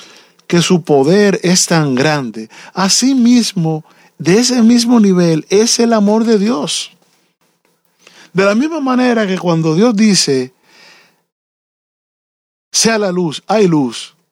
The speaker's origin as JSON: {"language": "Spanish", "country": "Dominican Republic", "said": "No es la gloria que tenía el dictador que había en mi tierra, que la gente tenía que obligado tener una placa en su casa que decía, en esta casa Trujillo es el jefe."}